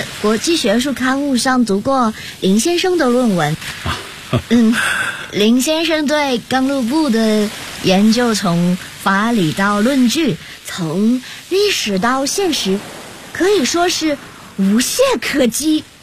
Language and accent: Chinese; Hainan, China; 这是我们海南的土话。